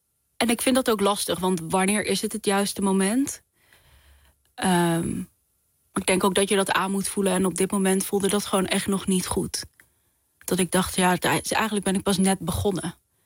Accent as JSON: {"language": "Dutch", "country": "Netherlands", "tie": "born or raised there", "said": "ik ben half Nederlands, half Koerdisch, maar ik ben opgegroeid als een Nederlander, hoor. Ik ben echt helemaal verkaasd"}